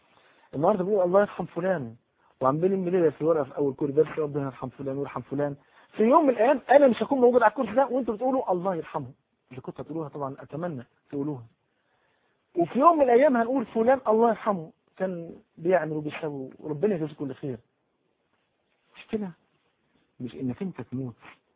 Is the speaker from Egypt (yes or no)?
yes; Cairo, Cairo Governorate, Egypt; عندنا في الحي اللي انا تربيت فيه في مصر القديمة.